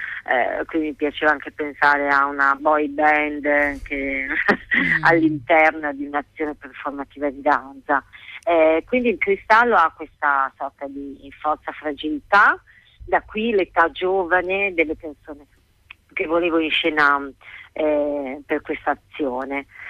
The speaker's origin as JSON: {"language": "Italian", "town": "Bologna", "region": "Emilia-Romagna", "country": "Italy", "said": "Per fortuna noi siamo di Bologna, lo spazio è Bologna"}